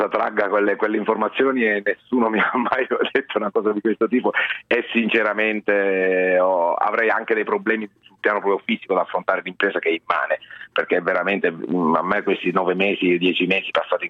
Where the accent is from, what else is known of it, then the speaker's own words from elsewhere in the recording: Genoa, Liguria, Italy; now in Rome, Italy; Io sono genovese, però abito a Roma e vivo a Roma da 50 anni.